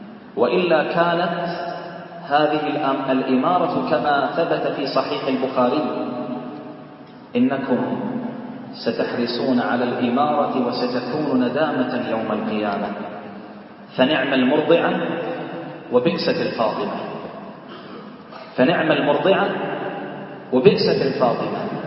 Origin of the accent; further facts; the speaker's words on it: Bahrain; اللهم احفظ بلدنا البحرين